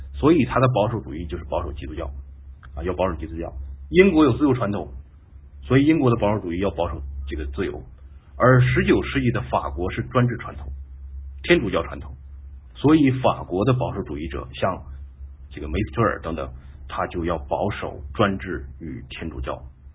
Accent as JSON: {"language": "Chinese", "country": "China", "said": "外国的传统再好，对于我们中国人来说是陌生的"}